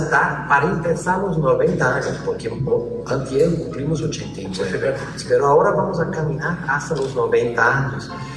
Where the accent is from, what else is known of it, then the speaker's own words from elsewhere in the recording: Brazil; también como brasileño tuvimos muchísimos problemas de este año